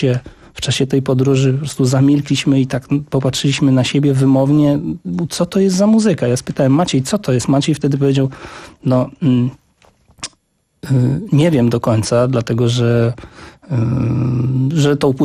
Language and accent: Polish; Zamość, Lublin Voivodeship, Poland; wychowałem się w Zamościu, w mieście, gdzie jest klub imienia Mieczysława Kosza.